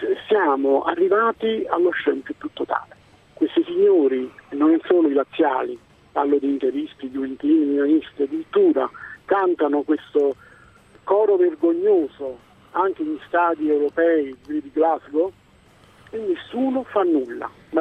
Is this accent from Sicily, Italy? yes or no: no; Naples, Campania, Italy; da cittadino italiano, nato e cresciuto a Napoli e per lavoro a Bari